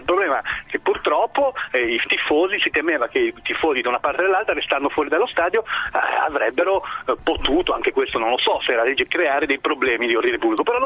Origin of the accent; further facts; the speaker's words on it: Genoa, Liguria, Italy; Sono di Genova